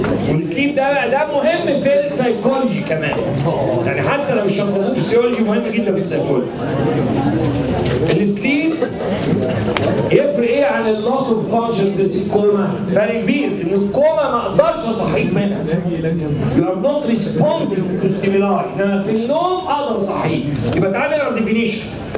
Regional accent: Egypt; نفسي ادي الكلام ده المصريين اكتر لان في الاساس احنا مصريين

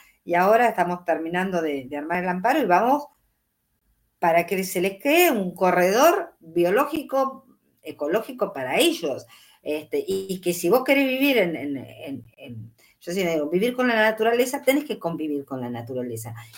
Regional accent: Córdoba, Argentina; yo me crié en un pueblo en Córdoba con 1.200 metros en la casa de mi abuelo.

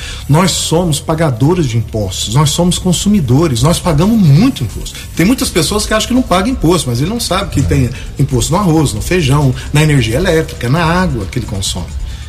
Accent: Guaxupé, Minas Gerais, Brazil; Eu sou de Guaxupé.

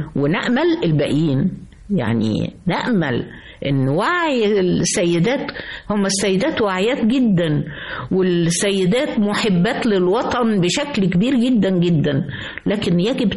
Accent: Egypt; أنا مصرية حتى النخاعة، ولا أستطيع أن أنا أبعد عن مصر إلا لعمل وأرجع جري

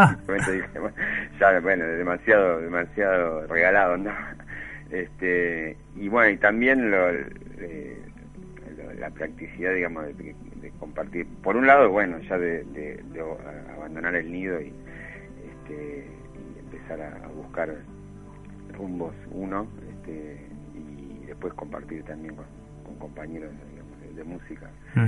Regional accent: Bernal, Buenos Aires Province, Argentina; yo soy de Quilmes, de Bernal, en realidad, originario.

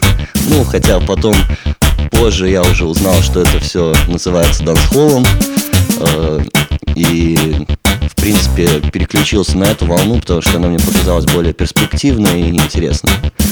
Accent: Minsk, Belarus; now in Vilnius, Lithuania; сейчас я живу большую часть в Вильнюсе, потому что там учусь, но сам я из Минска, да, это так.

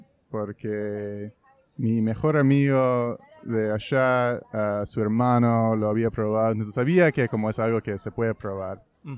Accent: New York, United States; En realidad no soy de Upper West Side, soy de Morningside Heights, que es como el barrio después de Upper West Side.

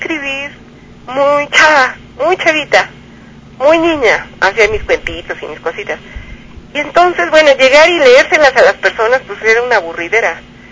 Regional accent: Mexico; Sí es un país al que aprecio, no nomás porque soy mexicana.

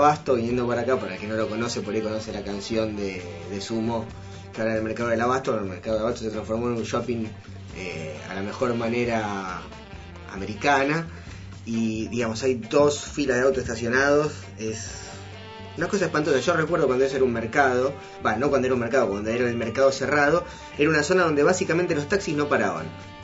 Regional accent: Buenos Aires, Argentina; Que mi familia del interior, yo soy porteño

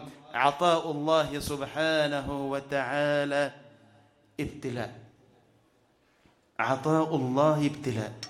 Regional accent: Egypt; اللهم اجعل بلدنا مصر واحة للأمن والأمان والسلامة

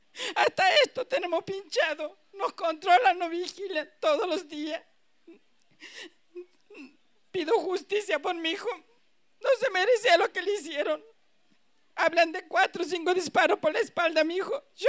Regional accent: Santiago del Estero, Argentina; Soy de Santiago del Estero.

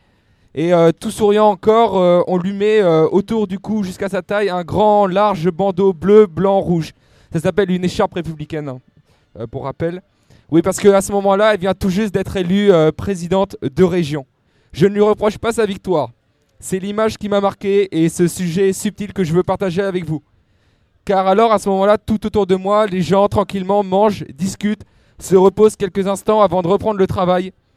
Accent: Pontoise, Île-de-France, France; donc je viens de Pontoise.

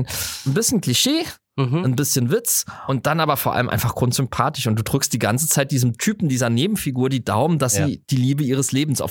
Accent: Southwest Germany, Germany; ich komme natürlich auch aus dem Südwesten, da wurde mehr geheiratet

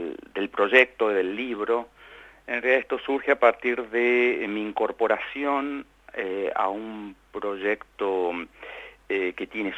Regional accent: Córdoba, Argentina; now in Buenos Aires, Argentina; Soy de Córdoba, sí.

